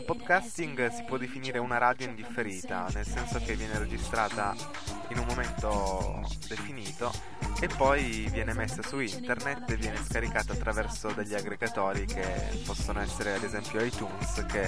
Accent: Turin, Piedmont, Italy; sono di Torino, ho 17 anni e la mia passione principale è l'informatica, la musica e il cinema.

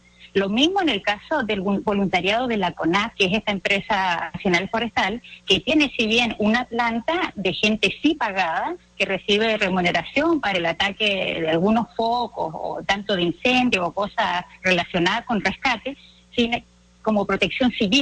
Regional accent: Chile; Sometidos, digamos, como chilenos, a un sistema de comunicación.

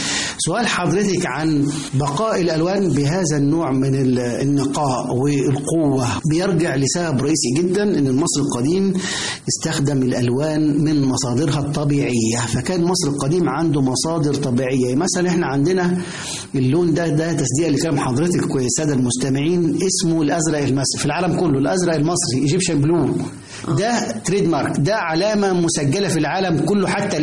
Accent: Egypt; ولا تزال هذه الفكرة موجودة لدينا كمصريين، مصر هي أحسن بلد في العالم بالنسبة لنا

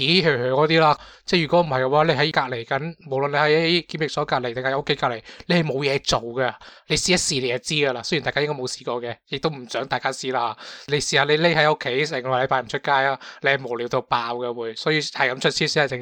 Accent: Hong Kong; 都即系唔似我哋香港人咁中意讲嘢啦

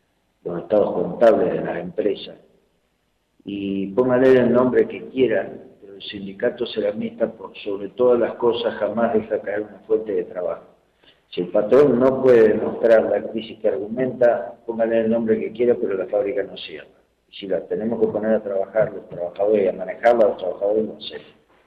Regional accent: Chile; inclusive países hermanos, como somos los chilenos

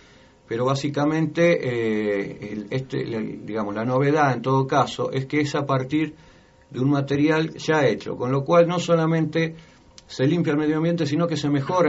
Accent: Berazategui, Buenos Aires Province, Argentina; De Berazategui. Berazategui está entre Buenos Aires, o sea, Capital Federal y La Plata. Y bueno, y se denomina la capital nacional del vidrio.

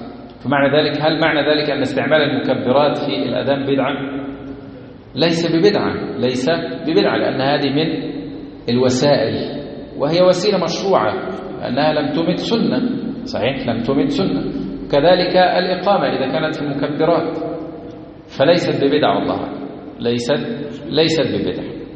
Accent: Egypt; ما احنا مصريين

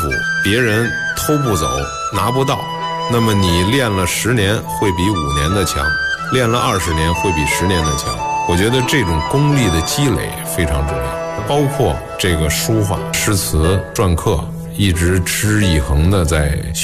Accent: Beijing, China; 我是北京人，因为以前呢住在北京的平房四合院，那么离着美术馆也不远

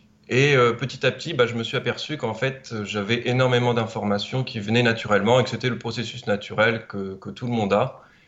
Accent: France; Et non, je suis français, je ne suis pas canadien.

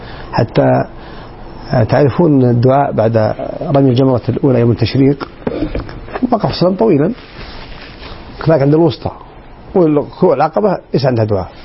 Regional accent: Saudi Arabia; وليس فقط في الداخل عندنا في السعودية بل في العالم عموما

